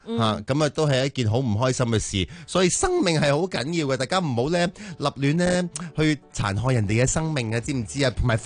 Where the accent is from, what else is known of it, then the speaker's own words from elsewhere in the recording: Hong Kong; 都系我哋个香港人咧携手去啊帮帮呢个香港